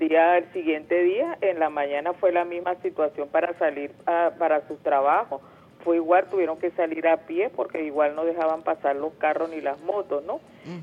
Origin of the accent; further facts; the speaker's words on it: Venezuela; Como madre, como venezolana, yo apoyo este gobierno